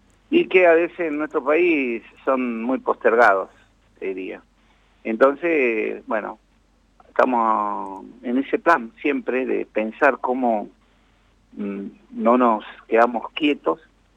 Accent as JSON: {"language": "Spanish", "region": "Jujuy", "country": "Argentina", "moved": "yes", "lives_now": "La Plata, Argentina", "said": "Y eso, bueno, vine de Jujuy. Y después cuando vine acá a La Plata, en el año 79, 80, en el 81, 82"}